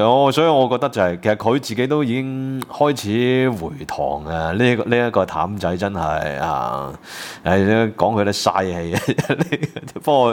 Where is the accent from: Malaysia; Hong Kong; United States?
Hong Kong; 因為咧，即係其實我哋香港人咧都有啲愛國事件簿噶